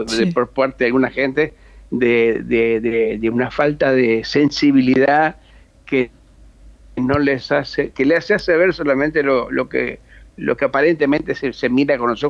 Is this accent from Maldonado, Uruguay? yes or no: no; Rocha, Uruguay; En mi caso de Rocha